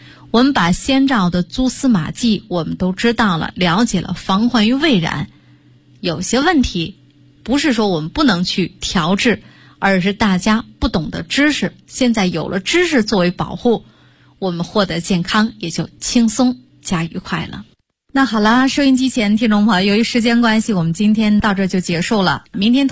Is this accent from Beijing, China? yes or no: yes; Beijing, China; 但是呢咱们北京人的耿直和热情必须点个赞。